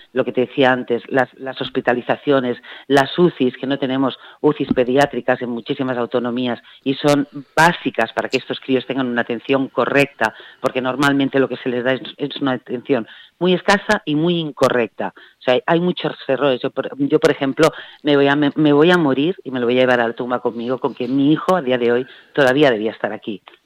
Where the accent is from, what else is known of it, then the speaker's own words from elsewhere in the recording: Terrassa, Catalonia, Spain; nosotros somos de Tarrasa, provincia de Barcelona